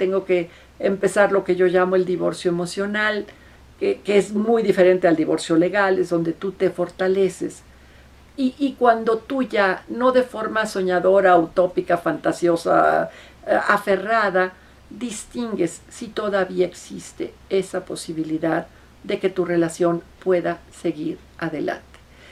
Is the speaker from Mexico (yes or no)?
yes; Mexico City, Mexico; ya no nada más aquí en mi ciudad natal que es la Ciudad de México